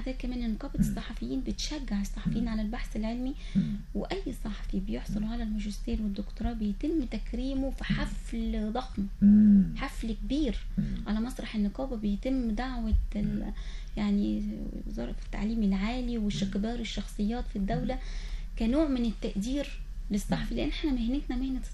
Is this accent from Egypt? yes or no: yes; Egypt; إحنا كمصر كدول عربية كمصر لازم يكون عندنا رؤية